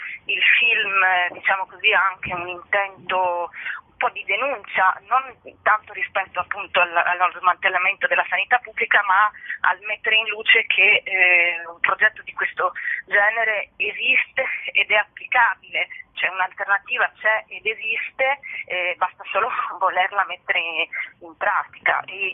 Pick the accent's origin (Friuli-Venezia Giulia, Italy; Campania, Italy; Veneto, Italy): Friuli-Venezia Giulia, Italy; Trieste; Io sono triestina, vivo a Trieste